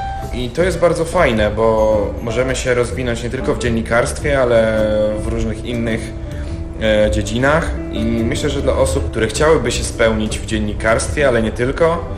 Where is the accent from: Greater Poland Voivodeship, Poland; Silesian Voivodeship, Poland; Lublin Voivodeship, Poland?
Lublin Voivodeship, Poland; Kraśnik; moved away as an adult; now in Warsaw, Poland; Pochodzę z województwa lubelskiego, dokładnie z miasta Kraśnika. Mieszkałem tam do 18 roku życia. Obecnie właśnie mieszkam w stolicy.